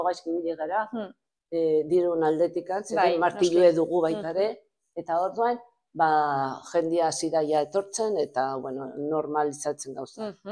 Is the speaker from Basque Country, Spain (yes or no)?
no; Portbou, Catalonia, Spain; now in Barcelona, Spain; hazi ginen Portbouten, eta bueno, a ber, noiz arte. Gaude orain Bartzelona aldea.